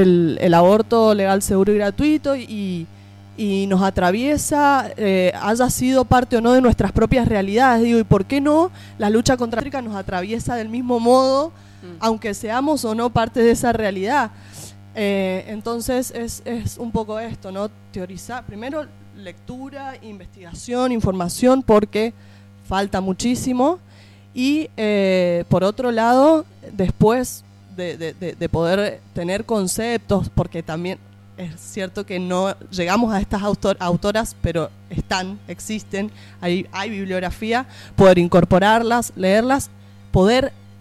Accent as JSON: {"language": "Spanish", "region": "Mendoza", "country": "Argentina", "said": "Vengo de Mendoza, para que sepan."}